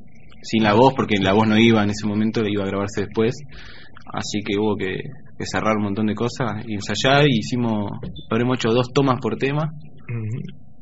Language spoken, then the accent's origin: Spanish; La Plata, Buenos Aires Province, Argentina; Somos todos platenses, sí.